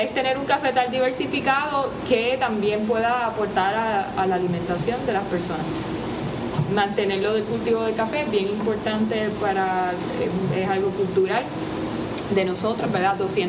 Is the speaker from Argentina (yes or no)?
no; Utuado, Puerto Rico; yo soy de Utuado originalmente y crecí en este recinto